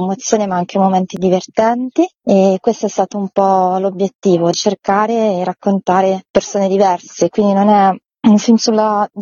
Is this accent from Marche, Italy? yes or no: yes; Marche, Italy; c'è stato un bando nella regione Marche, io sono marchigiana, per raccontare con un film delle eccellenze del territorio.